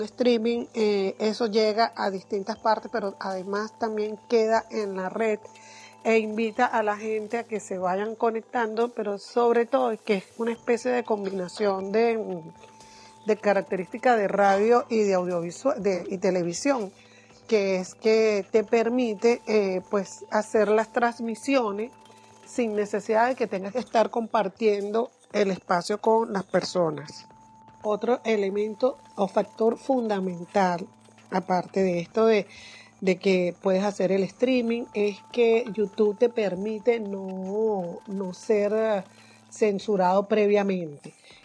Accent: Venezuela; soy periodista venezolana

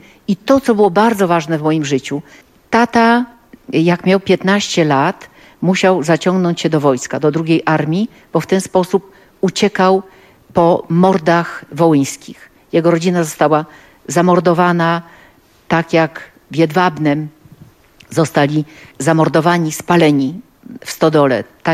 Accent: Gdańsk, Pomeranian Voivodeship, Poland; bo jestem gdańszczanką

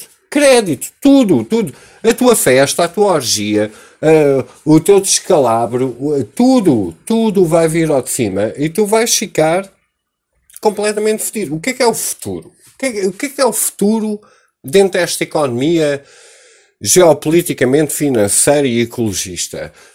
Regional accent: Portugal; Foda-se, eu sou português, este terreno pertence a todos nós

